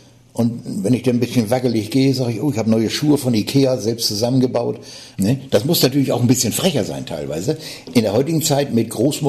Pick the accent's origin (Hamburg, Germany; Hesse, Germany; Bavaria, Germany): Hamburg, Germany; wenn ich auf der Bühne bin als Hamburger Jung